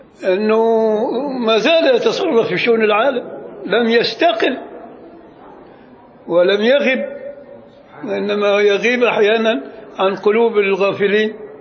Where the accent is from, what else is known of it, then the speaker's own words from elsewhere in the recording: Upper Egypt, Egypt; لكن عندنا في الصعيد الأدنى يقول لك اللهم صل على النبي